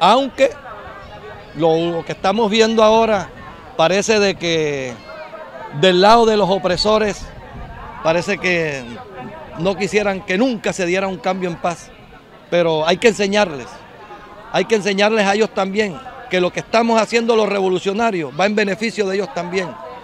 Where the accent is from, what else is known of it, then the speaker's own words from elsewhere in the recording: Colombia; todo lo que tenemos nosotros como colombianos